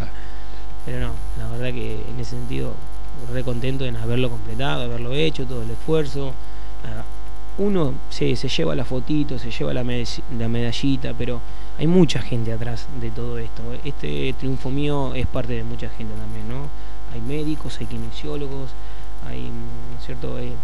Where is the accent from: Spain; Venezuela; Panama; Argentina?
Argentina; Necochea, Buenos Aires Province; now in Saladillo, Argentina; Sí, yo soy de Necochea, ya lo tengo a Saladillo muy incorporado. Hace 10 años que estoy acá, la verdad yo estoy en Azul